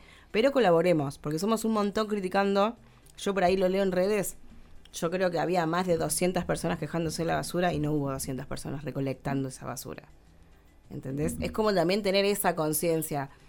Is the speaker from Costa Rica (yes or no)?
no; Córdoba, Argentina; nosotros somos cordobesas